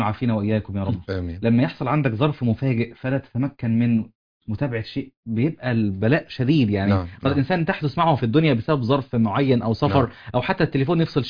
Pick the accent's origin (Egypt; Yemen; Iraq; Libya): Egypt; Upper Egypt; عليك طار عندنا في الصعيد